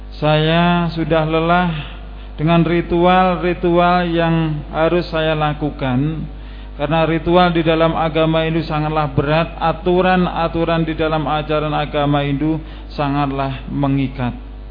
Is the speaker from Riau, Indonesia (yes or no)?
no; Tabanan, Bali, Indonesia; born there; Saya lahir di Tabanan, Bali. Alhamdulillah akhirnya diajak hijrah ke Jawa Timur.